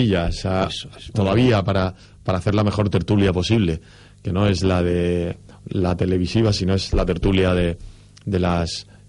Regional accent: Murcia, Region of Murcia, Spain; yo soy de una ciudad pequeña, soy de Murcia y hay otro ritmo muy diferente al de la gran ciudad

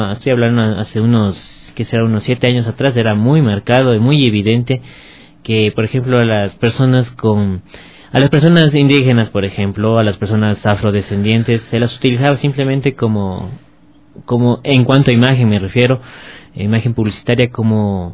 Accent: Ecuador; estamos como ecuatorianos cambiando esta visión.

